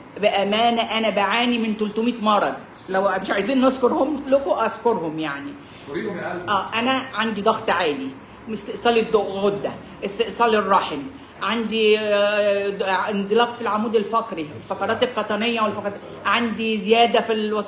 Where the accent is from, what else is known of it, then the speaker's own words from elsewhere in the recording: Suez, Suez Governorate, Egypt; عشان احنا من السويس وكنا غرقانين جمبري وصوبيا